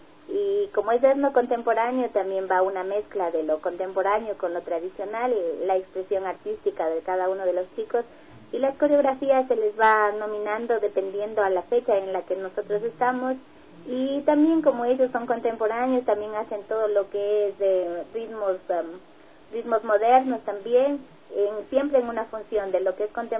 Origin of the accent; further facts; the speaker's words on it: San Antonio de Ibarra, Imbabura, Ecuador; somos de acá de San Antonio de Ibarra, de un barrio llamado San Juan de Israel